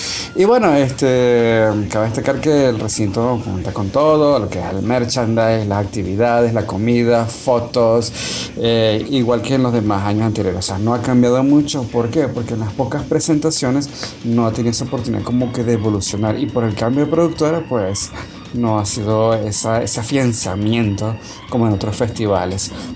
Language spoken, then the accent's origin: Spanish; Venezuela; si son como nosotros, venezolanos, si tienen algún primo por allá tirado, es momento de visitarlos